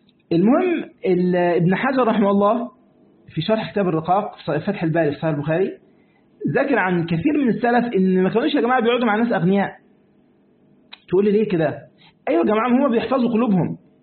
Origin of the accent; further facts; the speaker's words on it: Egypt; ده عندنا في مصر نقول كده